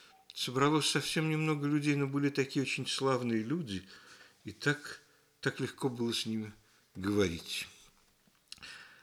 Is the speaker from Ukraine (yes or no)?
yes; Kyiv, Ukraine; Ну, поскольку я киевлянин, я сегодня буду часто возвращаться к этому городу, потому что Киев я люблю.